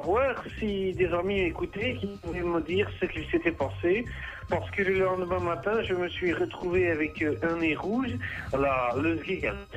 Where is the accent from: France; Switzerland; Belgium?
Belgium; Wallonia; Je suis wallon.